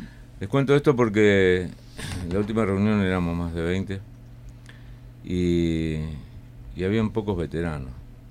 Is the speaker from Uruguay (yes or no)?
yes; Uruguay; moved away; also born or lived in Argentina; yo vengo de Argentina. Mi alcoholismo viene de allá, soy uruguayo. Pero bueno, en el exilio